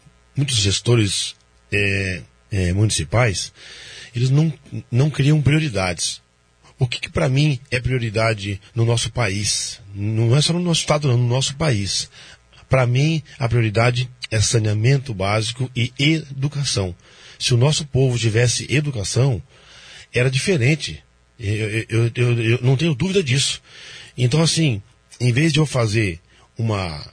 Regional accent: Foz do Iguaçu, Paraná, Brazil; born there; eu nasci em Foz do Iguaçu, sou de 76, né?

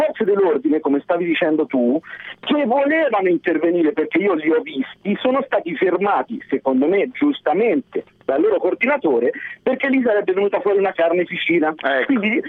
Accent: Lucca, Tuscany, Italy; Perché io non sono di Milano, ma sono di Lucca.

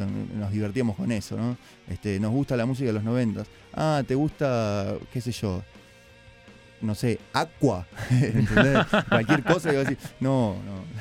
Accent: Palomar, Buenos Aires Province, Argentina; Nosotros somos de Palomar, ¿no? No somos de Capital.

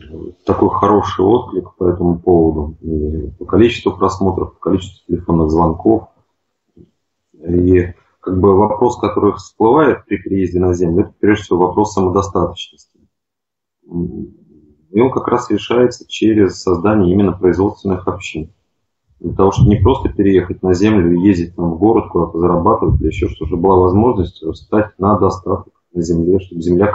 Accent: Nizhny Novgorod, Nizhny Novgorod Oblast, Russia; я из Нижнего Новгорода. Сам живу как бы не в самом Нижнем, а на земле.

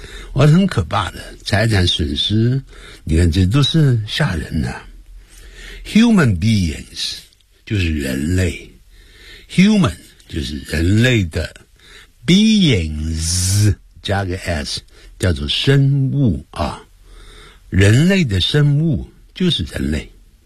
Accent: China; 咦， you're from China, 你来自中国，因为我们中国人很多人都会念成been

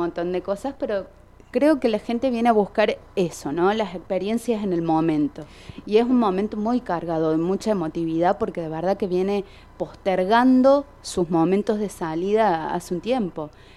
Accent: Quilpo, Córdoba, Argentina; Me estás hablando de esto porque soy de Quilpo

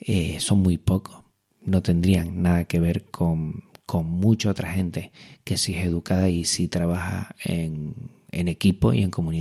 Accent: Canary Islands, Spain; accent: Canarian; Por mi acento me delata ya, pero entiendo que todos sabrán que soy canario.

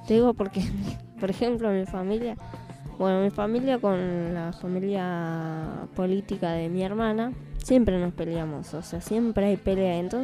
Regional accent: Misiones, Argentina; yo soy de Misiones y mis papás. Nosotros vivíamos en la triple frontera.

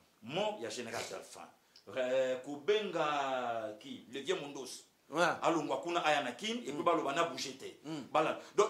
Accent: Équateur, DR Congo; Je suis de l'Équateur, tribu Mongo.

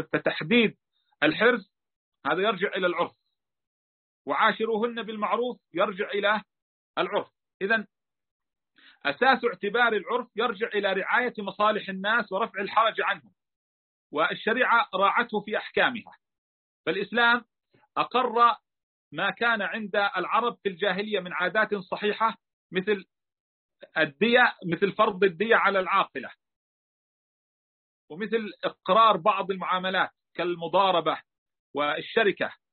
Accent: Palestine; مثلا في بلادنا فلسطين تعرفنا على تعجيل قسم من المهر وعلى تأجيل الباقي إلى أقرب الأجلين

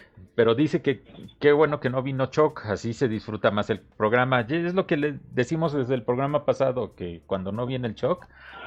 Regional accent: Mexico; estas caricaturas y de pequeño, en México, cuando todavía, estas fueron de antes de cuando todavía no había el TLC, el Tratado de Libre Comercio con Estados Unidos. Y entonces, una señora de ahí del pueblo donde vivía traía fayuca

